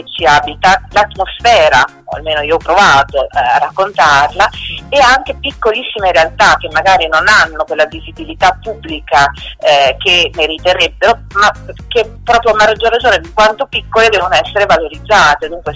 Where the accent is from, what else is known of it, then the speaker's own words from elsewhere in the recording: Marche, Italy; now in Emilia-Romagna, Italy; sono tornata nelle Marche, nella zona del Fermano, da cui, insomma, la mia terra natale, perché ora vivo in Emilia, però sono marchigiana.